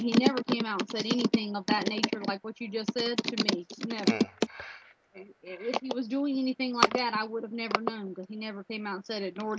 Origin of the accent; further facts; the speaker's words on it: South Carolina, United States; Yeah, that's where I grew up. But I mean, technically I'm Greek, but I was born in the United States and just happened to be born in South Carolina.